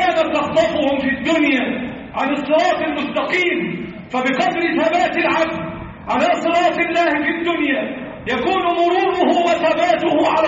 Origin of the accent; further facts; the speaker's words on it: Egypt; اللهم احفظ بلدنا مصر